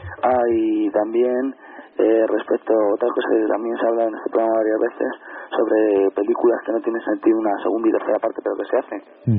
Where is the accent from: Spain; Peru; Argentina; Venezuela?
Spain; Madrid, Community of Madrid; Es que yo, como soy de Madrid...